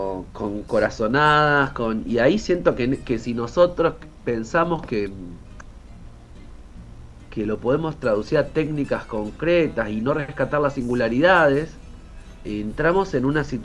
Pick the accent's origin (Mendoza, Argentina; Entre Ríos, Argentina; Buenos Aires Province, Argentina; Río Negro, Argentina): Buenos Aires Province, Argentina; Bahía Blanca; las personas que somos de Bahía Blanca no nos hemos mojado con el agua de la bahía.